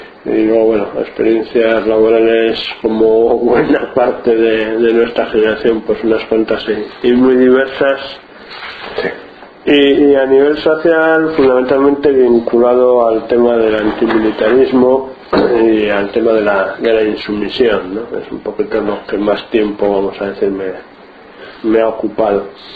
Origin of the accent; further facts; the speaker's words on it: Bilbao, Basque Country, Spain; born there; now in Rentería, Spain; nací en Bilbao y llevo en Rentería ya 17 años.